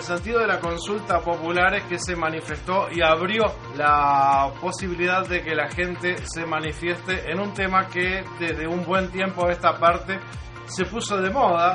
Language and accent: Spanish; Uruguay; es la iniciativa que nos compromete a nosotros como uruguayos en la toma de decisiones.